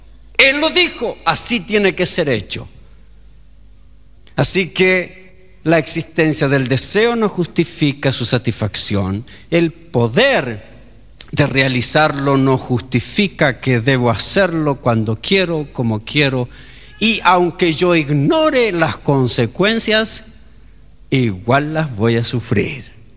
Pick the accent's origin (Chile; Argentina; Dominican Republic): Chile; No, yo soy chileno